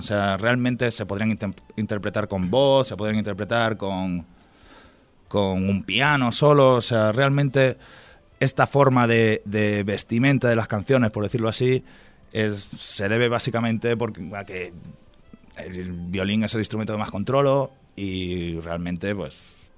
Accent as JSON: {"language": "Spanish", "town": "Talavera de la Reina", "region": "Castilla-La Mancha", "country": "Spain", "tie": "born or raised there", "also_born_or_lived": "Asturias", "said": "básicamente he estado aquí en Talavera desde los 8 años, vine de Asturias"}